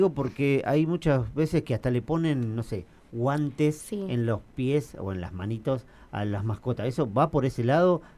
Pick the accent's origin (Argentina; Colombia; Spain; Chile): Argentina; Santa Rosa, La Pampa; yo soy de Santa Rosa y también, bueno, venimos todos los días acá a Toay